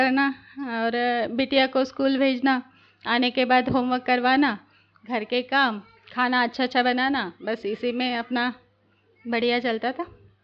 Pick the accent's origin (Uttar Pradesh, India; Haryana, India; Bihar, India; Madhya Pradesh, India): Madhya Pradesh, India; Chhindwara; मुझे यहाँ 5 साल हुए और छिंदवाड़ा जिले के रहने वाले हैं।